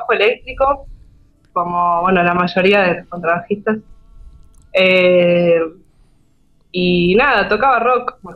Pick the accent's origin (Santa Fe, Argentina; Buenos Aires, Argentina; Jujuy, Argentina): Buenos Aires, Argentina; also born or lived in Slovenia; Yo soy de Buenos Aires, sí, siempre viví en Boedo, ahora estoy en San Cristóbal, pero bueno, ahí, en el barrio.